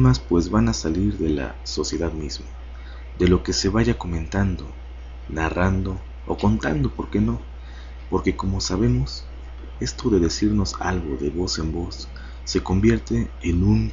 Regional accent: Mexico; acá, en México, de donde soy originario.

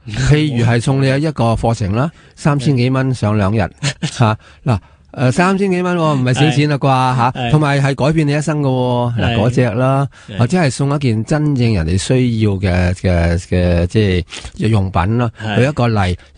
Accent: China; 我系中国人嘛，中国人啊

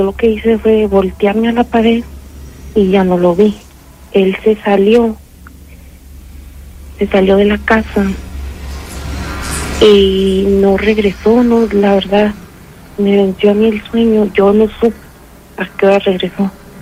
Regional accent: San Miguel de Allende, Guanajuato, Mexico; yo soy originaria de San Miguel de Allende.

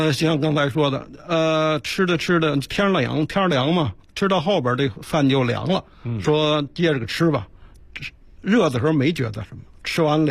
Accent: Beijing, China; 对冬天咱们北京人最常吃的涮羊肉

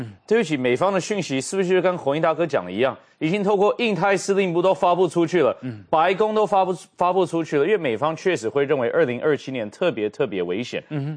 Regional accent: Taiwan; 未来就是我们台湾人可以作为自己国家主人的一个机会。

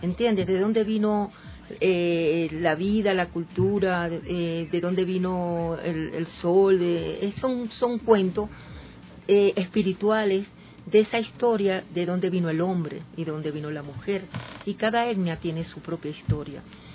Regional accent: Venezuela; yo soy venezolana

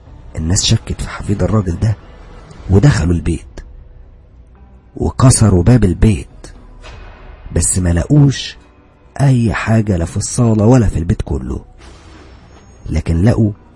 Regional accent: Alexandria, Alexandria Governorate, Egypt; انا من اسكندرية، بس كنت بدرس في طنطا،

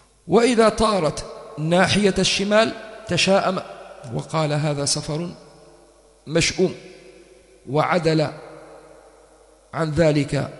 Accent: Tripoli, Tripoli District, Libya; قلت له احنا طرابلسية لازم ناكل حوت أول يوم العيد

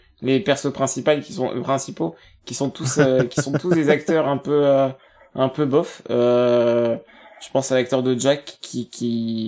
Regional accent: France; parce que voilà, on est français et que en fait, c'est si proche de nous

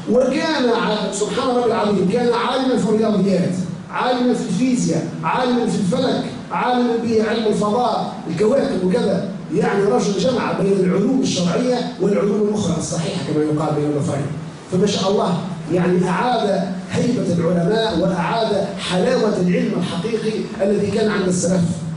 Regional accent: Tunisia; من خيرة الوطنيين في بلدنا تونس

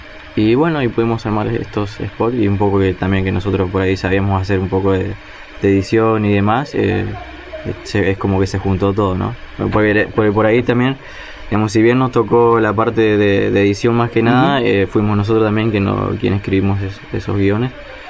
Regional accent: Alto Verde, Santa Fe, Argentina; tengo 22 años y bueno, soy de Alto Verde, como ya saben.

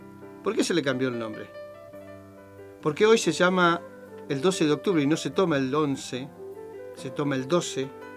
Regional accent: Argentina; como argentino digo, ¿no?

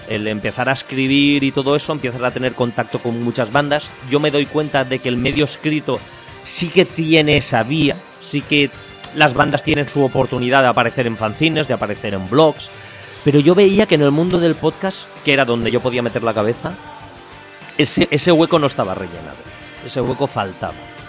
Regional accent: Ontinyent, Valencian Community, Spain; yo entonces tendría unos 14-15 años, estaba estudiando formación profesional textil, la rama textil aquí en mi pueblo, en Ontinyent.

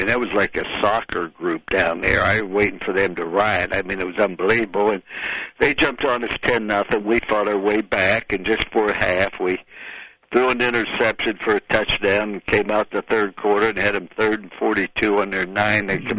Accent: West Virginia, United States; born there; Now, remember, I was born in West Virginia. That's my home state where I was born.

